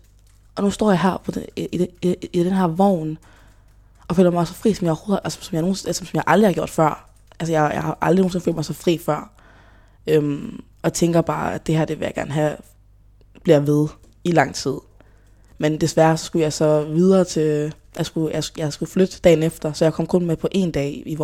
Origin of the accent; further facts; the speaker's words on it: Hjørring, North Denmark Region, Denmark; also born or lived in Democratic Republic of the Congo; så kom jeg hertil som 3-årig fra Congo, DR, som flygtning. Og vi landede så i Hjørring, som er, hvor jeg er fra.